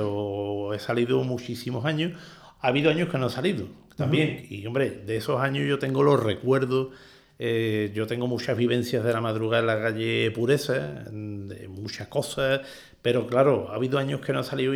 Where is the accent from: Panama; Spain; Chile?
Spain; Seville, Andalusia; born there; estábamos en Triana, en la calle Trabajo, que es donde yo nací